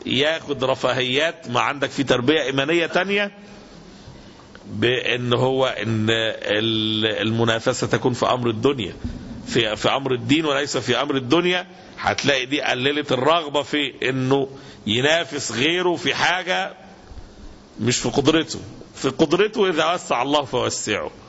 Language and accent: Arabic; Egypt; مشكلة البطالة احنا عندنا في مصر مشكلة عويصة جدا